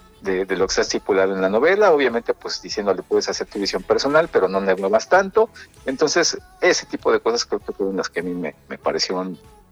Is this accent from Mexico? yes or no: yes; Mexico; forma parte de nuestro tuétano de identidad como mexicano.